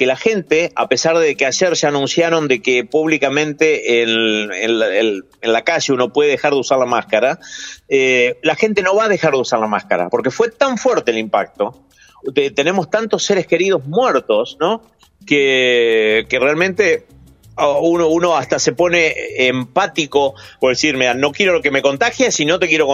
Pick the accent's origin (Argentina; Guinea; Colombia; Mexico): Argentina; obviamente con la curiosidad de como argentino, ¿no?